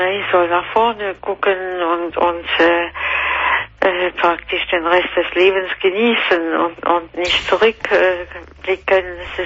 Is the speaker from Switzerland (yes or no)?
no; France; German is a second language; now in Germany; Ich bin Französin, ich wohne seit 30 Jahren in Deutschland.